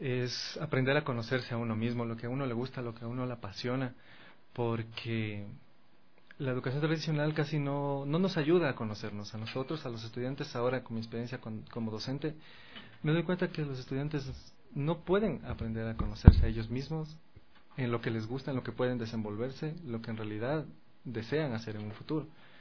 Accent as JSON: {"language": "Spanish", "town": "Ibarra", "region": "Imbabura", "country": "Ecuador", "tie": "born there", "said": "yo como nací en Ibarra, pues he vivido en varios lugares de nuestro país, pero el estudio de musical lo hice en la provincia de Imbabura, en Cotacachi."}